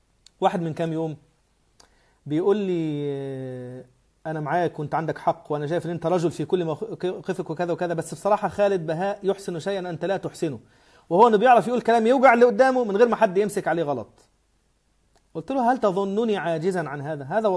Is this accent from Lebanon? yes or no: no; Upper Egypt, Egypt; أنا قبيلتي، أنا راجل صعيدي، قبيلتي بني سليم، وأبي جدتي من الأشراف من آل جعفر بن أبي طالب.